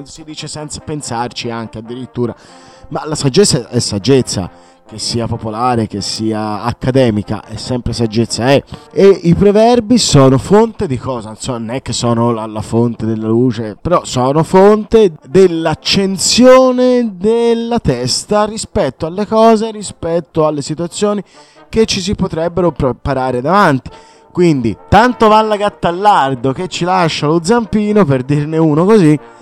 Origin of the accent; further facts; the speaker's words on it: Tuscany, Italy; alla fine io sono toscano